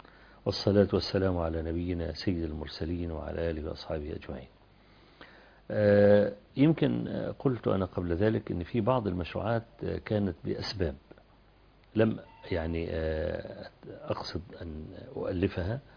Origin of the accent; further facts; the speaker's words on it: Kafr El Sheikh, Kafr El Sheikh Governorate, Egypt; ينزل عندنا في كفر الشيخ